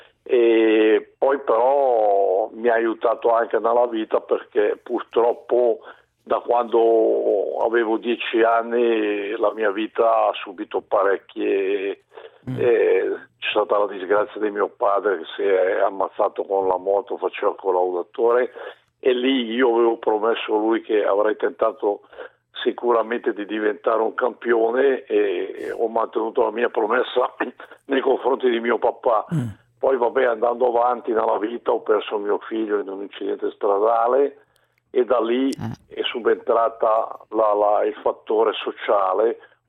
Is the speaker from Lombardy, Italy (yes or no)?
yes; Mandello del Lario, Lombardy, Italy; io da bambino vivevo a Mandello in riva al lago, e sono in una villetta in riva al lago